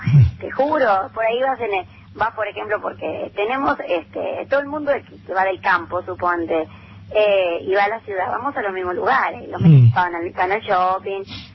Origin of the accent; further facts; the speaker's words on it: Santa Fe, Argentina; Yo quedo, mi pueblo queda para el lado de Rafaela.